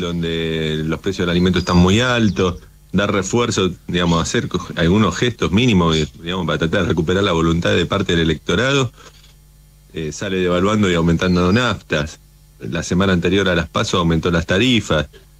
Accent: Tigre, Buenos Aires Province, Argentina; Yo soy de acá de Tigre, no lo quiere nadie.

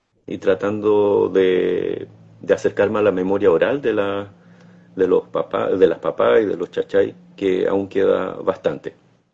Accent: Cholchol, Araucanía, Chile; soy de Cholchol, del territorio de Cholchol. Mi comunidad se llama Yancalhue. Antiguamente se llamaba Yancalhue, ahora se llama Rucapangui Chico.

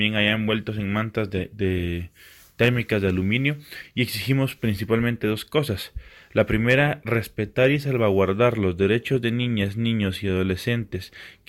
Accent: Guatemala; de Usaques Pueblo, desde Guatemala.

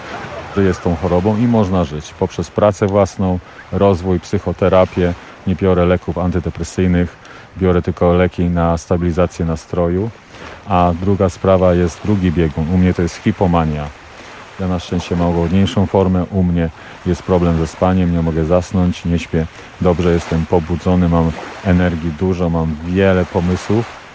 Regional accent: Złotoryja, Lower Silesian Voivodeship, Poland; Urodziłem się, mieszkałem w Złotoryi. Później wyjechałem do Wrocławia na studia.

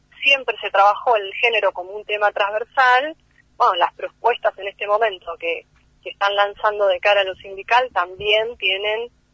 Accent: Bariloche, Río Negro, Argentina; Yo soy de Bariloche, pero bueno, hace un tiempo que no podía viajar

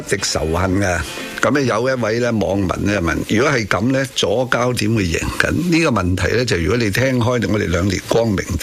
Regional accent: Hong Kong; 我唔系话身为香港人特别关心美国啲政治啊，

